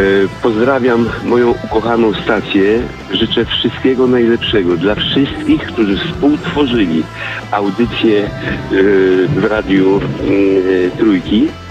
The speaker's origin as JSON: {"language": "Polish", "town": "Wrocław", "region": "Lower Silesian Voivodeship", "country": "Poland", "said": "Ponieważ ja jestem z Wrocławia"}